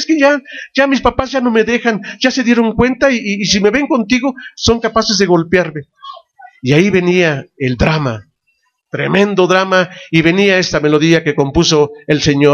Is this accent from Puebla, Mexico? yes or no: no; Amecameca, State of Mexico, Mexico; con todo el amor que le debo a todo este hermoso pueblo que es mi tierra, Amecameca, la perla de los volcanes.